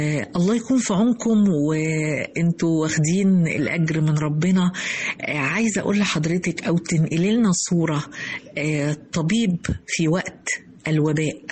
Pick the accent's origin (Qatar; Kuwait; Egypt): Egypt; يا ريت أشوف ده متطبق في بلدي مصر